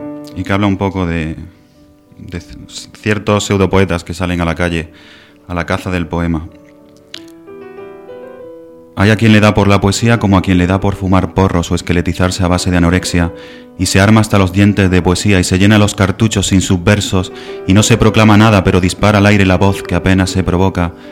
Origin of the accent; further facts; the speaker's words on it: Mancha Real, Andalusia, Spain; Pues yo soy de... nací en Mancha Real, que es un pueblo de Jaén, es un pueblo de unos 10.000 habitantes.